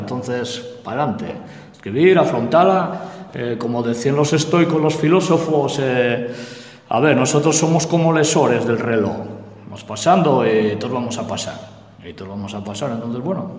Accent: Carbayín, Asturias, Spain; also born or lived in Vimenes; yo nací en Vimenes, fui para Carballín con meses, y yo, mi padre, mi abuelo era de Quintes, de Villa Viciosa, pero fue a trabajar a la mina Saús

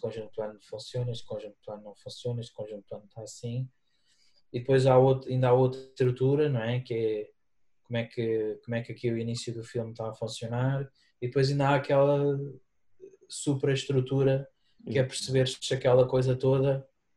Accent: Guarda, Centro, Portugal; eu quando cresci na Guarda nos anos 80, 90

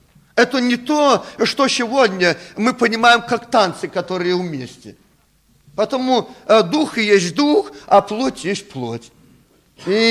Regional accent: Belarus; Мы, наверное, никогда, белорусы, не будем прославлять Бога танцами

